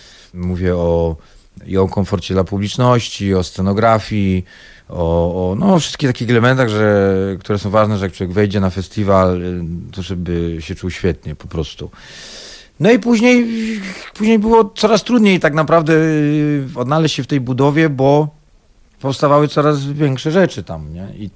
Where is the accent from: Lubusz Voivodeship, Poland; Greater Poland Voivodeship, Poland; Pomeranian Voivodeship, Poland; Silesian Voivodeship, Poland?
Silesian Voivodeship, Poland; no my jako Ślązacy z krwi i kości